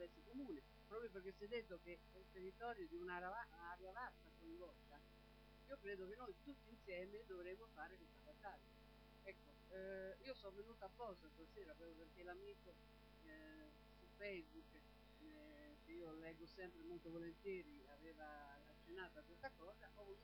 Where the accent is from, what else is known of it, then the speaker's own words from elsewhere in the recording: Ancona, Marche, Italy; e sono di Ancona.